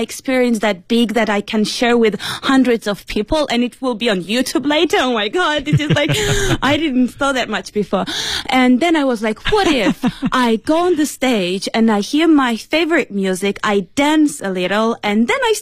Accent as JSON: {"language": "English", "region": "Beijing", "country": "China", "said": "I'm from Beijing."}